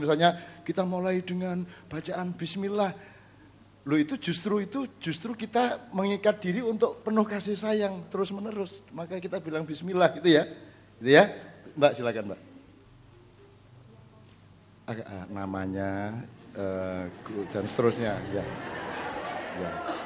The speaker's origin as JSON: {"language": "Indonesian", "town": "Jombang", "region": "East Java", "country": "Indonesia", "tie": "born there", "said": "Nah, saya adalah orang Mandar yang lahir di Jombang."}